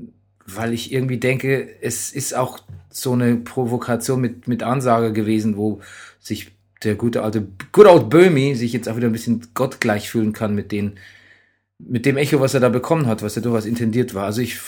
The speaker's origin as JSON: {"language": "German", "region": "West Germany", "country": "Germany", "tie": "born or raised there", "said": "wir sind ja so aufgewachsen im Westen der Republik"}